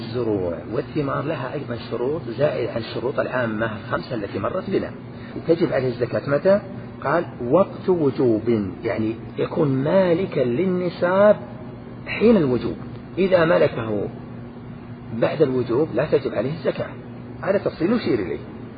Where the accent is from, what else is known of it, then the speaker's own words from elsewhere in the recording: Najd, Saudi Arabia; مثلا الصاع عندنا في نجد يزيد على صاع